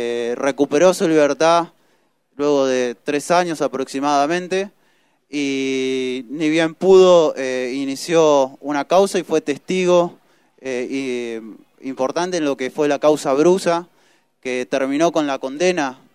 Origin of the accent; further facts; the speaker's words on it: Rafaela, Santa Fe, Argentina; Nosotros somos de Rafaela